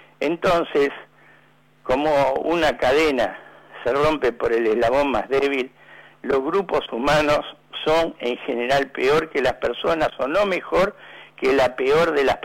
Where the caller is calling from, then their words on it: San Telmo, Buenos Aires, Argentina; de San Telmo.